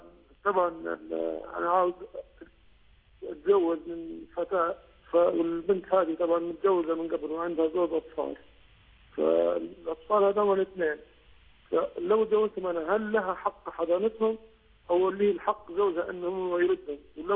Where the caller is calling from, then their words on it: United Kingdom; أنا صراحات من بريطانيا